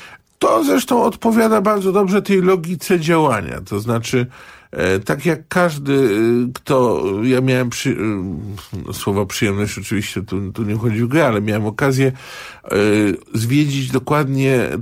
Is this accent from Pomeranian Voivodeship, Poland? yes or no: yes; Gdańsk, Pomeranian Voivodeship, Poland; ja wychowałem się w Gdańsku